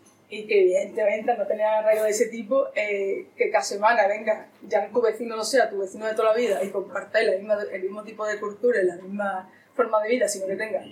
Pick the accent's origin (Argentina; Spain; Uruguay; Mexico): Spain; Andalusia; Esa es la única riqueza que Europa ve que puede traernos a los andaluces en este momento, ¿no? Que somos la playa de Europa, básicamente.